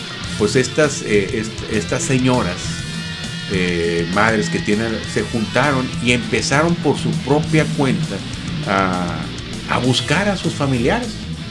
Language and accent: Spanish; Mexico; es una situación muy lamentable que como mexicano, a mí en lo particular no me enorgullece